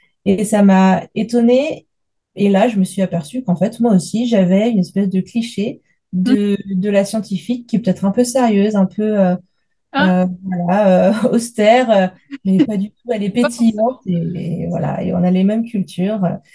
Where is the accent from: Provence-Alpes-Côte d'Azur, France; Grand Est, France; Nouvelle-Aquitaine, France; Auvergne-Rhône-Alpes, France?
Auvergne-Rhône-Alpes, France; Lyon; je viens de Lyon en France.